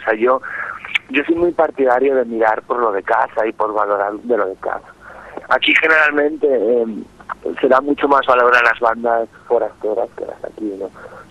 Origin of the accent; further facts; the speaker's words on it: Asturias, Spain; somos asturianos, pero tenemos como segunda casa Valencia.